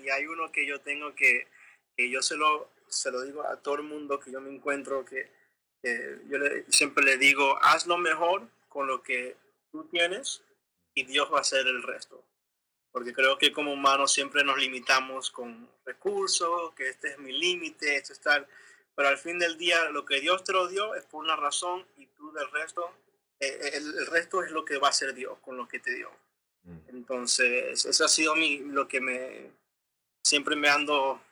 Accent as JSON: {"language": "Spanish", "country": "Venezuela", "lives_now": "Maryland, United States", "said": "¿De dónde vengo yo? Soy venezolano."}